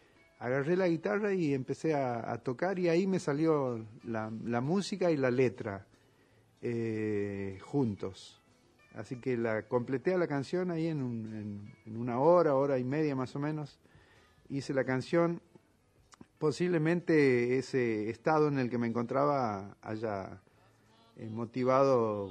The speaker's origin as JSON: {"language": "Spanish", "town": "Villa Caraza", "region": "Buenos Aires Province", "country": "Argentina", "tie": "born or raised there", "said": "Yo me recuerdo que cuando era chico, vivíamos en Villa Caraza, el partido de Lanús, y yo iba a la escuela aquí en Buenos Aires"}